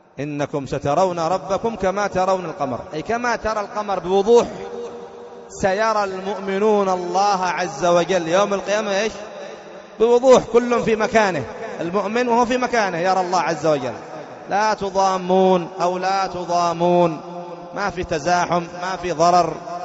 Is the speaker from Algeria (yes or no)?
no; Yemen; عندنا في اليمن